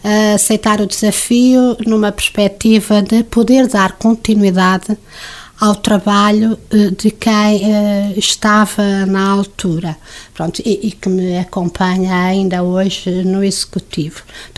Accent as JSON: {"language": "Portuguese", "town": "Coimbra", "region": "Centro", "country": "Portugal", "tie": "born or raised there", "lives_now": "Lagares, Portugal", "said": "Aliás, eu já sou mais de Lagares do que de Coimbra, que é a minha terra natal."}